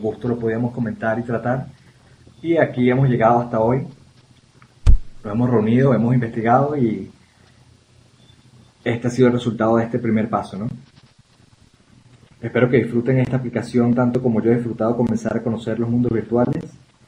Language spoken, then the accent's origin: Spanish; Venezuela; yo soy venezolano. Y de hecho vengo de una pequeña isla del Caribe venezolana y yo tiendo a hablar muy rápido